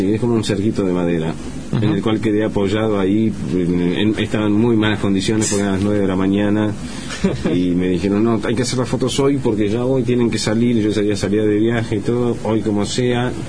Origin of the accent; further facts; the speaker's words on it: Argentina; Nunca me acuerdo que soy argentino.